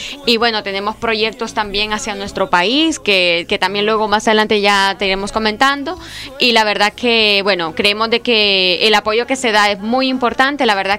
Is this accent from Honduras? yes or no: yes; Honduras; now in Spain; nosotros como comunidad hondureña en España